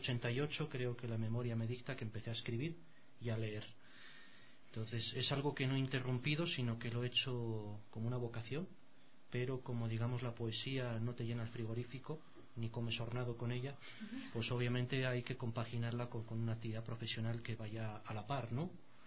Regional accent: Bilbao, Basque Country, Spain; born there; moved away; Yo nací en Bilbao, País Vasco.

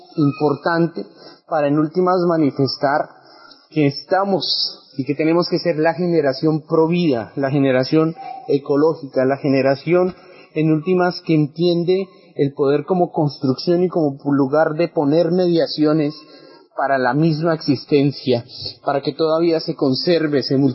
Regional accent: Colombia; nosotros esperamos y soñamos como colombianos

